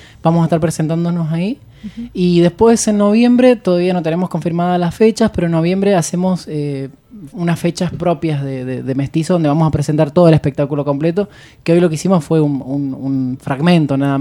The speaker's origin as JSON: {"language": "Spanish", "region": "San Luis", "country": "Argentina", "said": "Hay una de las integrantes que es de Puerto Madryn y yo soy de San Luis."}